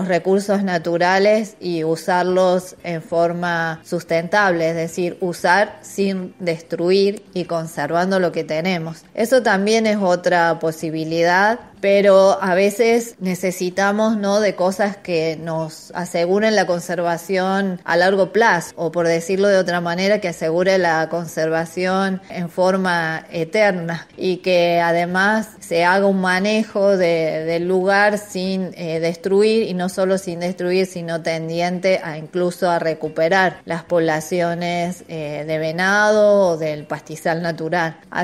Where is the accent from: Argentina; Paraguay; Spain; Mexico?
Argentina; todos queremos conservar lo que es nuestro, lo que nos representa además como argentinos.